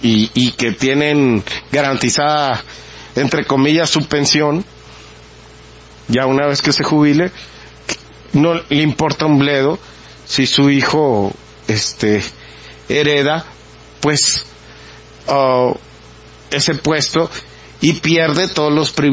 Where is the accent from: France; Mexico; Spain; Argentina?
Mexico; ¿qué vamos a hacer nosotros como mexicanos si dejamos perder este país?